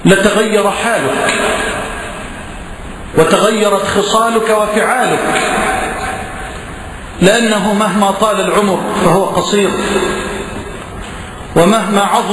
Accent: Egypt; واجعل بلدنا مصر واحة للأمن والأمان وجميع بلاد المسلمين.

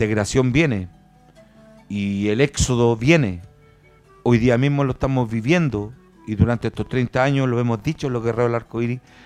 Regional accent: Chile; la hegemonía de nuestra patria, cómo somos como chilenos.

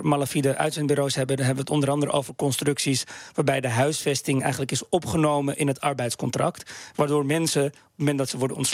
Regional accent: Netherlands; hoe zijn we als Nederlanders met arbeidsmigranten omgegaan?

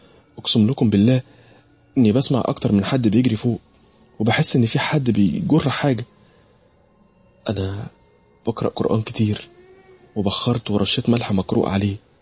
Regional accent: Alexandria, Alexandria Governorate, Egypt; أنا من اسكندرية، وتحديدا من شارع العسوي الموازي لشارع خالد بن الوليد

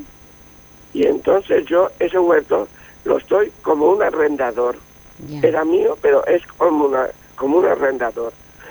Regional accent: Elche, Valencian Community, Spain; Yo, como soy de Elche, pido que los huertos los cuiden

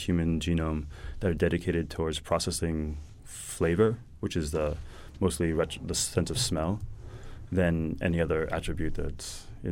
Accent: New York, United States; Although I grew up in New York, my grandfather is Norwegian

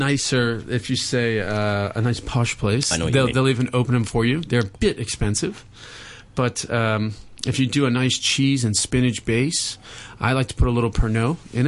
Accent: Louisiana, United States; Oh, I'm from Louisiana. I grew up with I came out of the womb with an oyster shucker in my hand.

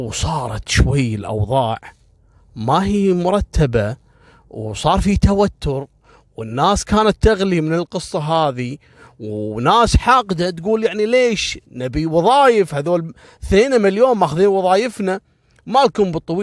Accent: Kuwait; يعني إحنا عندنا في الكويت معروفة خيطان والفروانية العمالة المصرية

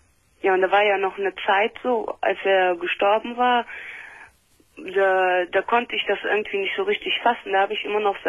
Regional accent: Russia; now in Germany; Weil wir kommen ja aus Russland

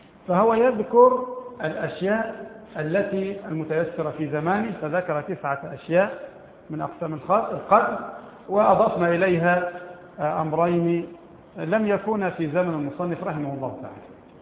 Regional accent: Egypt; البوص عندنا في مصر ثلاث أنواع

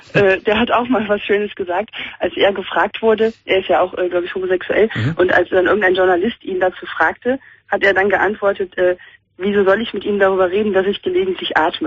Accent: Cologne, North Rhine-Westphalia, Germany; ich komme ja auch aus Köln

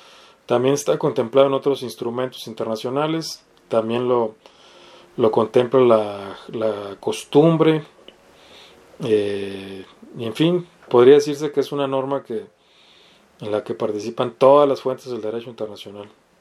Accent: Baja California, Mexico; Digamos que una jueza, no sé, en Baja California, de donde soy yo

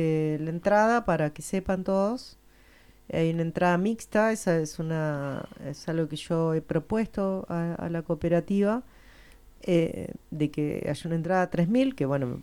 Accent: Spain; porque soy española.

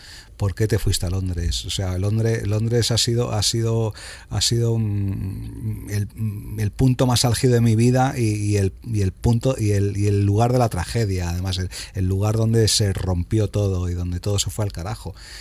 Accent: Spain; also born or lived in London; Hay cosas que no entiendo ya de mi país y luego soy más español que el jamón de pata negra en otras muchas cosas

